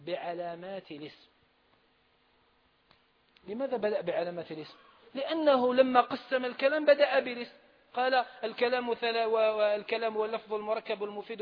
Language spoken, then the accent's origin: Arabic; Algeria; احنا عندنا في الجزائر ما نعبروش عليه بالخفض